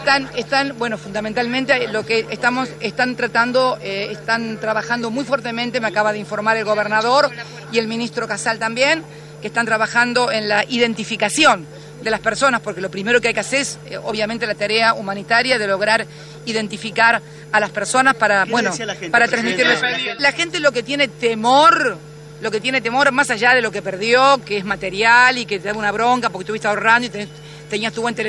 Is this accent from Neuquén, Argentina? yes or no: no; Tolosa, Buenos Aires Province, Argentina; Mirá, yo soy vecina de Tolosa, de muy chica.